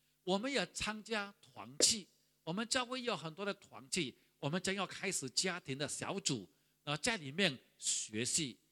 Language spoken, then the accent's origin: Chinese; Sarawak, Malaysia; 我还记得我小的时候是住在河边，我是沙拉瓦人，住在一个小地方叫做西里街，相信很多人都没有听过。